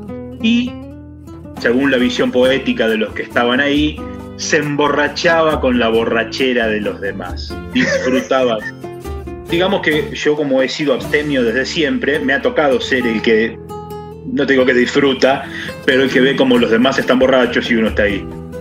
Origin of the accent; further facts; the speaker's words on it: Spain; los que somos españoles y conocemos la movida